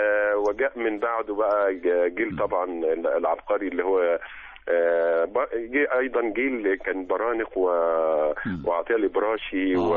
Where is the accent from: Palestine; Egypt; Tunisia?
Egypt; فهو عرس ثقافي احنا نفخر به كمصريين للأمانة الشديدة